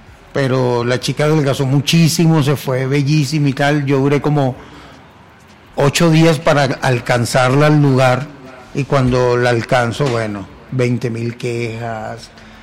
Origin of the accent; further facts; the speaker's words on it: Palo Negro, Aragua, Venezuela; now in Mexico; Pero así es mi pueblo y así se llamaba el concurso.